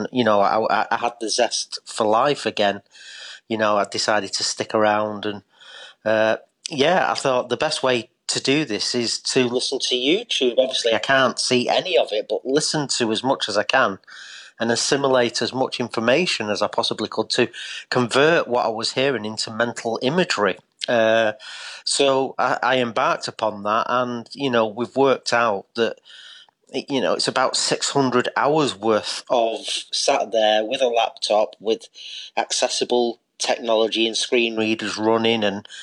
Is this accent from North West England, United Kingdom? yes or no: yes; Eccles, North West England, United Kingdom; now in Ashbourne, United Kingdom; because we've moved to the Derbyshire countryside now. I'm originally from Eccles in Salford.